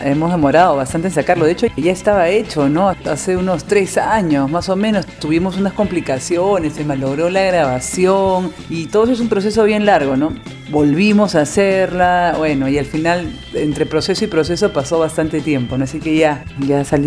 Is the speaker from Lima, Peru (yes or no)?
yes; Lima, Peru; Bueno, yo soy de Lima, nací, crecí en el centro de Lima, ¿no?